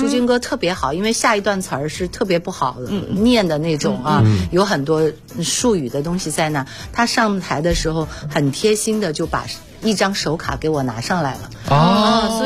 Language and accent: Chinese; Hunan, China; 因为作为湖南人，我知道张家界很有名